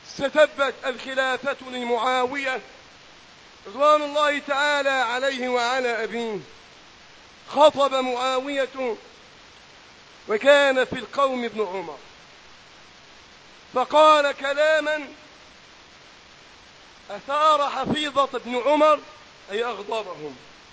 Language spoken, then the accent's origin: Arabic; Egypt; اللهم احفظ بلدنا مصر وسائر بلاد